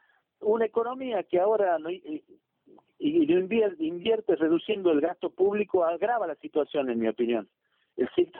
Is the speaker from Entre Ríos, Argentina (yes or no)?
no; Salta, Argentina; Yo soy de Salta